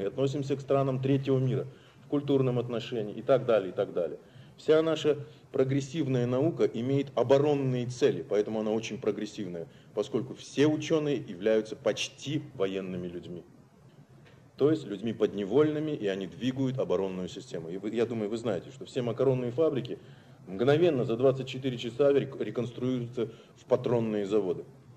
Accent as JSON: {"language": "Russian", "region": "Siberia", "country": "Russia", "said": "хотя я сам сибиряк"}